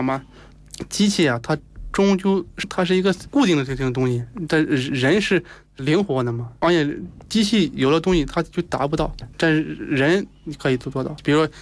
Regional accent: Tongchuan, Shaanxi, China; moved away as an adult; now in Beijing, China; 我是陕西人、陕西铜川人，2006年从西安毕业以后来北京，然后技校毕业。

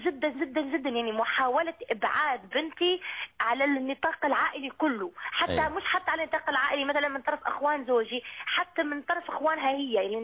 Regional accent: Tunisia; انا مثلا تونسيه فزوجي اماراتي

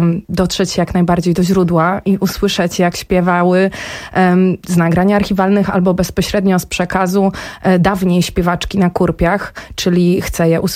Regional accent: Jednorożec, Masovian Voivodeship, Poland; dołączyłam do zespołu regionalnego, który powstał w mojej rodzinnej miejscowości, w miejscowości Jednorożec, jednej, jedynej w Polsce takiej.

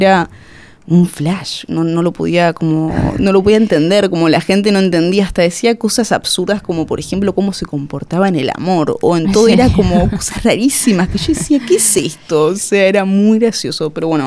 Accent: Argentina; moved away as an adult; now in Barcelona, Spain; Soy de Argentina, me vine a vivir a Barcelona a los 19 años.

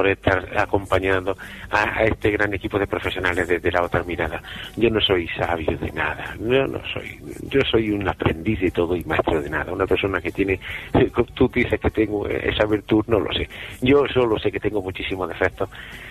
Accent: Jaén, Andalusia, Spain; y luego con una aceitunita de mi tierra, de aquí de Jaén

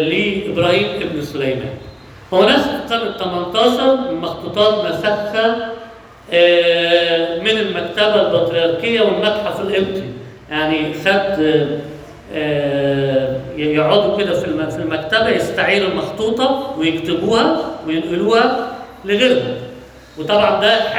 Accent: Alexandria, Alexandria Governorate, Egypt; عندنا في اسكندرية من ضمن الحاجات المشهورة بيها المواني

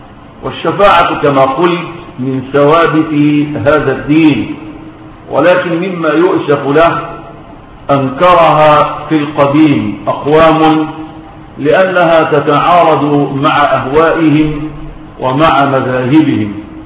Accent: Egypt; في بلدنا مصر

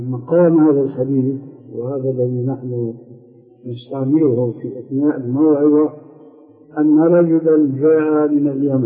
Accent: Syria; وعندنا في الشام يعملون لافتة.

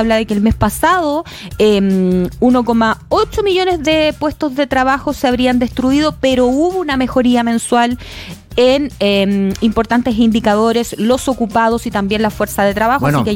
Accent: Viña del Mar, Valparaíso, Chile; Cuando digo la verdad a veces y digo sí, soy de Viña, también cambio la universidad.

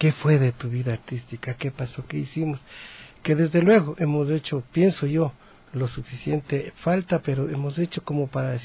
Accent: Latacunga, Cotopaxi, Ecuador; A mi tierra, a mi bella tierra Cotopaxi, a los cantones en donde yo canté, Mulaló, Pualó, Salcedo, Saquicilí, Tanicuchí, La Tacunga, mi bella La Tacunga.

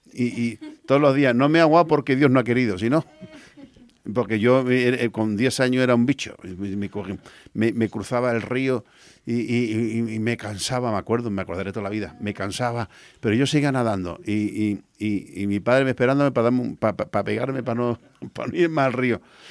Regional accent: Extremadura, Spain; como yo soy de la tierra, pues quiero también memorar y recordar los cantes de mi tierra, de Extremadura.

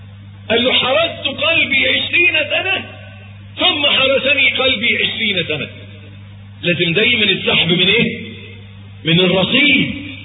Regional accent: Egypt; عندنا في مصر معلش تلاقي الواد الميكانيكي طول الأسبوع مزيت لابس العفريتة

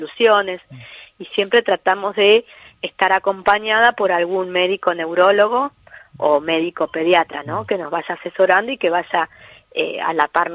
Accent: Tandil, Buenos Aires Province, Argentina; yo soy de Tandil, sí, que está más o menos a 400 kilómetros de Buenos Aires

